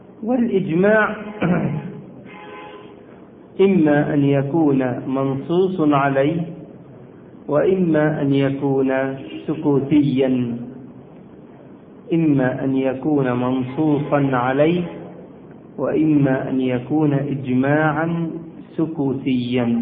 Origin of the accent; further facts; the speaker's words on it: Egypt; وكان زمان عندنا في مصر هيئة كبار العلماء